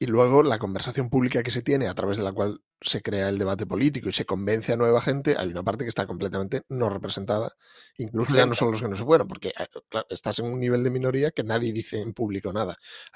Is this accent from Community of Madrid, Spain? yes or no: no; Basque Country, Spain; pero bueno, yo soy vasco